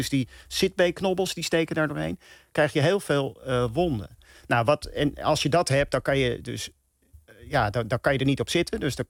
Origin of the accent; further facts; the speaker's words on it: Amsterdam, North Holland, Netherlands; Hey, ik ben Amsterdammer. En ik ben ook Ajax-fan, uiteraard. Ik ben geboren op het Stadionplein, vlak naast het Olympisch Stadion.